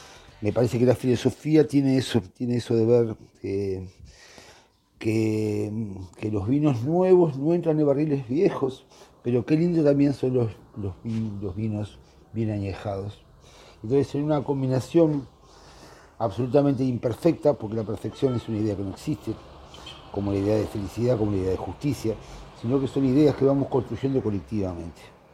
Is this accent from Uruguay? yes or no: yes; Uruguay; me parece que nosotros como uruguayos, en esta democracia muy particular